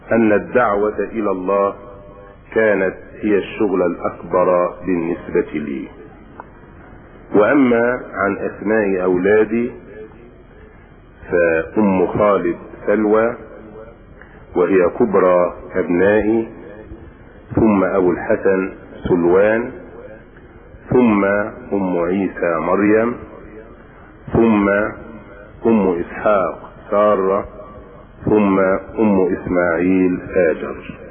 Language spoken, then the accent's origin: Arabic; Minya Governorate, Egypt; also born or lived in Dronka, Asyut; ومحل ميلادي درونكة إحدى قرى أسيوط. وقد عشت طفولتي في الصعيد، وبخاصة في محافظة المنيا.